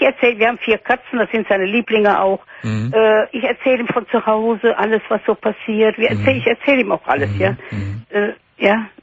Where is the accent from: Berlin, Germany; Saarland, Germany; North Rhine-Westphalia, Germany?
North Rhine-Westphalia, Germany; Cologne; moved away; Und grüß mir mein Köln. Ich bin auch eine Kölnerin